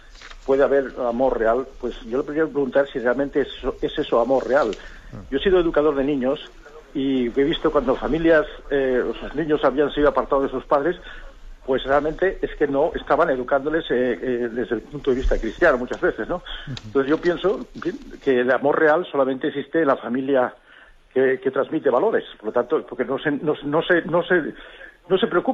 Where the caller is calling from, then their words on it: Almería, Andalusia, Spain; de Almería.